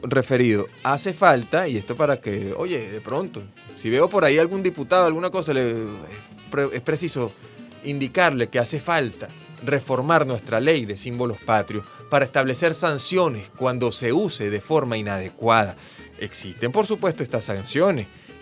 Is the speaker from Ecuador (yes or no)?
no; Venezuela; algo que a uno le duele como venezolano